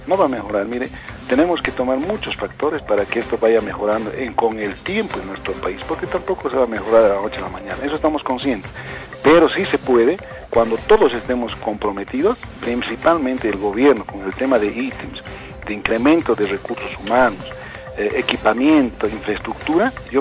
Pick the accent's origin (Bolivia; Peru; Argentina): Bolivia; tener todos los beneficios como bolivianos que somos, porque tampoco somos de otra tierra nosotros